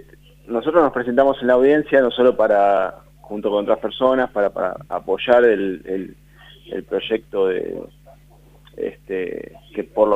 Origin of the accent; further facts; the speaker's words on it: Buenos Aires, Argentina; nosotros venimos por otro lado, somos de Villurquiza